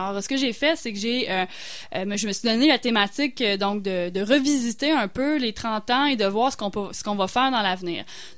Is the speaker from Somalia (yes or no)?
no; Lévis, Quebec, Canada; Moi, je suis quelqu'un de Lévis, j'ai été à l'école secondaire à côté de l'ancien Regard quand c'était sur la côte du Passage.